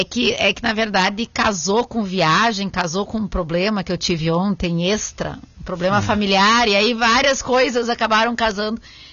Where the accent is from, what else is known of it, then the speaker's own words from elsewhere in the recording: São Borja, Rio Grande do Sul, Brazil; born there; eu praticamente nasci em São Borja